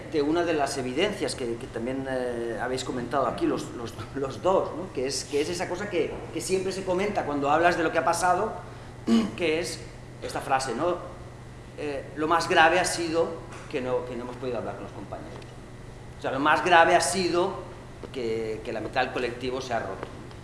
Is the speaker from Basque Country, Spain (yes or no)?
no; Barcelona, Catalonia, Spain; porque en Barcelona, de donde soy yo, pues claro, este debate no ha sido posible plantearlo incluso hace poco, ¿verdad?